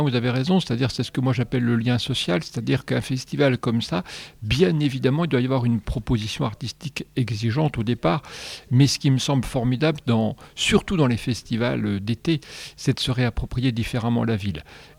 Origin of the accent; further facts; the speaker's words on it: Luxeuil-les-Bains, Bourgogne-Franche-Comté, France; moi je suis originaire de Luxeuil-les-Bains